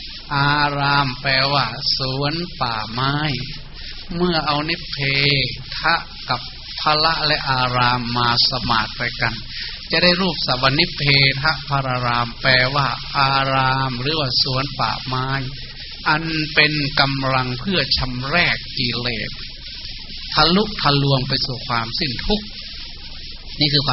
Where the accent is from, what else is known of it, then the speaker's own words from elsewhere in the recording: Kham Ta Kla, Sakon Nakhon, Thailand; บ้านเกิดเมืองนอนก็อยู่ที่ตำบลบ้านแพทอำเภอคำตากล้าจังหวัดสกลนคร